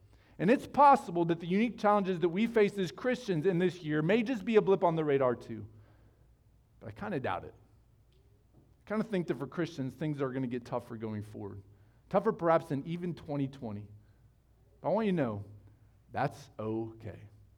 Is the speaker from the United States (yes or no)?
yes; United States; I'm an American. I'll be fine here in the Congo.